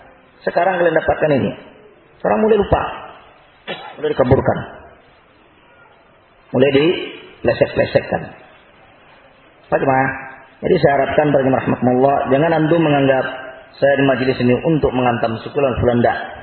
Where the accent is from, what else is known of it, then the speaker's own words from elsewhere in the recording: West Sumatra, Indonesia; Ada pepatah orang saya, orang Minang.